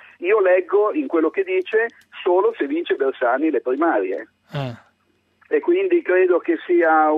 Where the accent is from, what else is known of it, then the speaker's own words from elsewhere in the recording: Bologna, Emilia-Romagna, Italy; ma sono di Bologna.